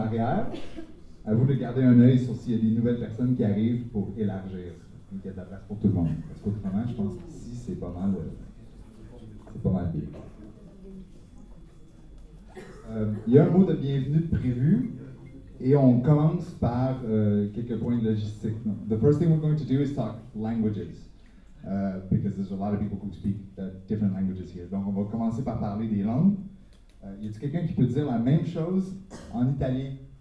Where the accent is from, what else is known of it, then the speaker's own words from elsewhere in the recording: Montreal, Quebec, Canada; Je viens de Montréal, donc si mon accent est difficile, je m'excuse.